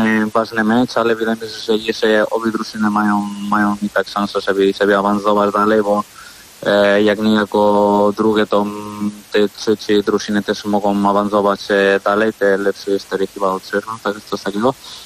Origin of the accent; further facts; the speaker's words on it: Spain; Polish is a second language; now in Warsaw, Poland; no jestem Hiszpanem, wiadomo, ale tutaj też jestem już długo, także trochę związany jestem i z Warszawy i z Polską